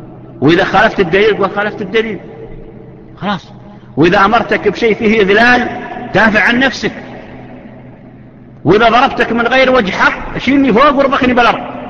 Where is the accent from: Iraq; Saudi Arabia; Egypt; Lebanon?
Saudi Arabia; وحنا تعرفون احنا يا سعودية هذا الوزراء ما احنا زين اخواننا الاماراتيين والعمانيين ما شاء الله عليهم